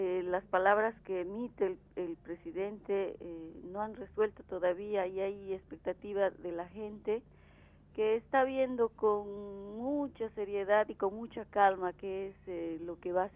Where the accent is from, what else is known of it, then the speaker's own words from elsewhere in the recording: Bolivia; Además, sobre él cae la responsabilidad de octubre y de otras movilizaciones que actualmente se dan en mi país.